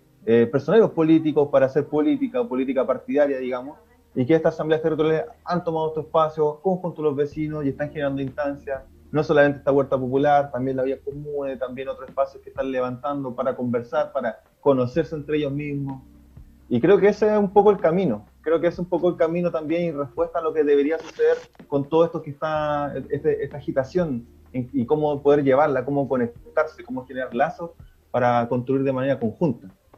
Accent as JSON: {"language": "Spanish", "town": "La Serena", "region": "Coquimbo", "country": "Chile", "said": "yo soy de La Serena, igual que Juan, que nosotros estuvimos acá en esta, la cuarta región"}